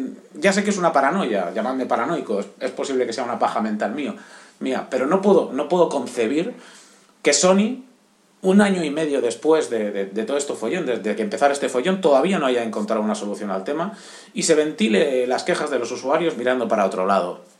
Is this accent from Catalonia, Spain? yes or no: yes; Barcelona, Catalonia, Spain; soy de Barcelona.